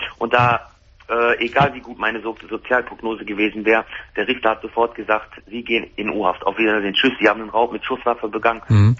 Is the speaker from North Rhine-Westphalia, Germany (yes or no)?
yes; Wuppertal, North Rhine-Westphalia, Germany; Ich komme aus Wuppertal.